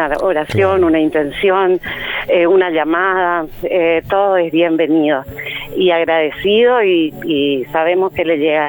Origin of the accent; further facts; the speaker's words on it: Posadas, Misiones, Argentina; now in Capilla del Señor, Argentina; ellos son de Misiones, Posadas, somos de Misiones.